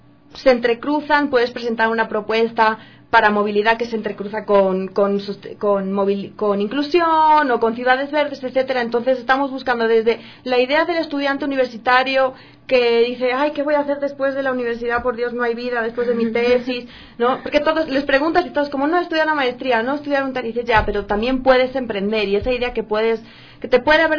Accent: Spain; now in Quito, Ecuador; Yo soy española, llevo viviendo 7 años aquí

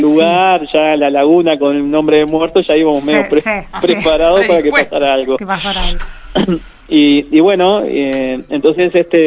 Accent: Mercedes, Soriano, Uruguay; also born or lived in Durazno / San José / Tacuarembó; yo soy de Mercedes, pero viví hasta los 6 años y después a mi padre lo trasladan ahí a Durazno, que era gerente del banco comercial, y yo viví en Durazno 5 años

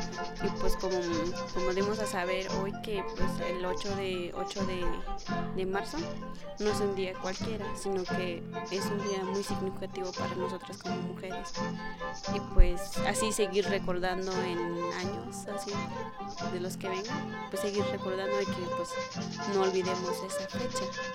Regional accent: Coquitel, Chiapas, Mexico; first language Tseltal; Spanish is a second language; Yo vengo de Coquitel, de comunidad de Coquitel, de municipio Chilón. Y pues mi lengua es celtal.

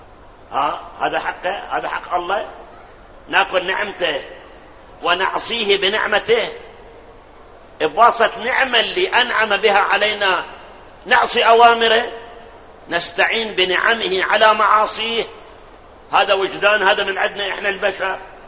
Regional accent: Karbala, Karbala Governorate, Iraq; طبعا بلادنا كربلاء ثلج ما عندنا

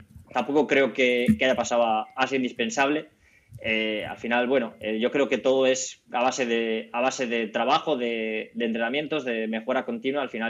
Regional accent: Cabezón de la Sal, Cantabria, Spain; estoy allí en mi pueblo, en Cabezón de la Sal, estoy allí censado

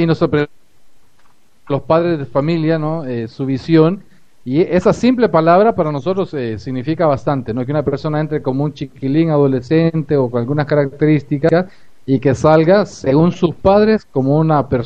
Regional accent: Honduras; now in Uruguay; soy de Honduras, casado con brasileña y viviendo en Uruguay.

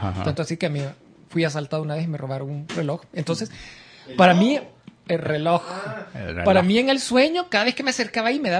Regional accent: San Salvador, El Salvador; Estoy en el pasaje donde, en las colonias donde viví en mi niñez, allá por el Boulevard de los Héroes.

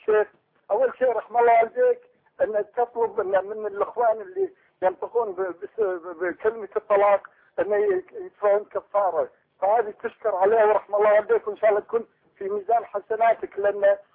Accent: Kuwait; صعب نازل على اي اكل عندنا بالكويت

